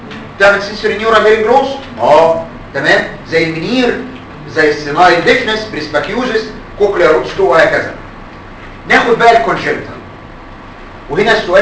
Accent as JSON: {"language": "Arabic", "country": "Egypt", "said": "الا ان عندنا في مصر ناس عندهم اشرس بس مش كومن"}